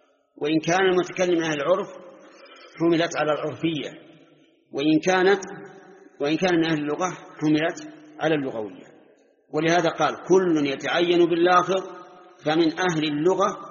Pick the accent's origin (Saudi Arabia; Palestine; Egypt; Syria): Saudi Arabia; Najd; أما عندنا في نجد فالشات هي الأنثى من الضأن